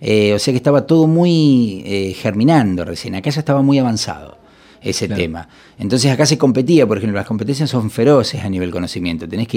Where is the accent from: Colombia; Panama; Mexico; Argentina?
Argentina; Punta Alta, Buenos Aires Province; Yo vengo de Punta Alta, imagínate que hice todo el secundario en la época del proceso.